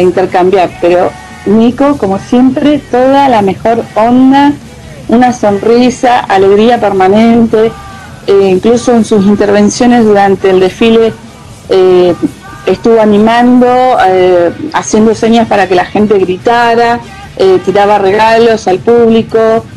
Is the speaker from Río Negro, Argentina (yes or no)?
yes; Cipolletti, Río Negro, Argentina; ¿vos sos de acá, de Cipolletti? Le digo, sí, le digo, yo soy de acá.